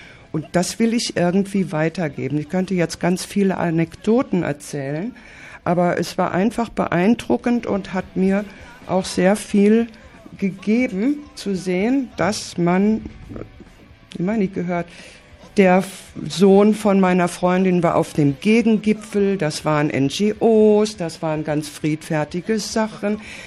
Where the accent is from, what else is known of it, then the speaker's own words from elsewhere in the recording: Germany; now in Barcelona, Spain; ich bin keine Hamburgerin, ich bin Deutsche, wohne aber seit 25 Jahren in Barcelona, habe Freunde und Freundinnen in Hamburg und fahre jedes Jahr hin